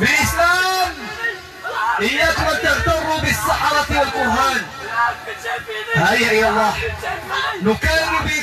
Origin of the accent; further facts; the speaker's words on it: Morocco; راه حنا مغربي